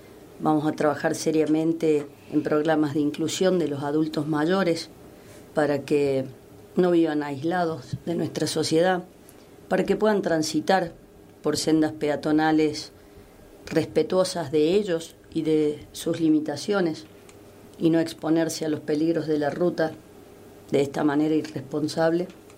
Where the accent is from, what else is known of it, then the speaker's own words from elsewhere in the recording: Cruz del Eje, Córdoba, Argentina; born there; now in Los Hornillos, Argentina; Yo soy nacida en Cruz del Eje.